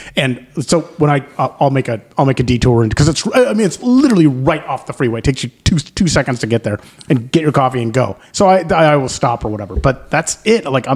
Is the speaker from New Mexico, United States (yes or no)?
no; Alpine, California, United States; See, I grew up in Alpine.